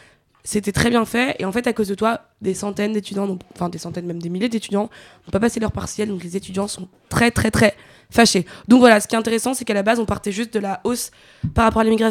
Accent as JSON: {"language": "French", "town": "Nanterre", "region": "Île-de-France", "country": "France", "said": "alors moi je suis de Nanterre"}